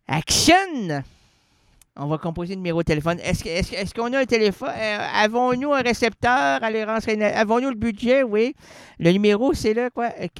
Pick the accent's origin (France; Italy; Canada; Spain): Canada; Quebec; Je suis un Québécois.